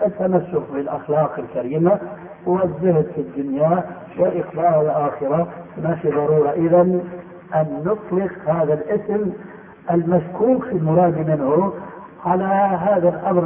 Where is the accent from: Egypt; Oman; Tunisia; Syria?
Syria; بعض العلماء عندنا في سوريا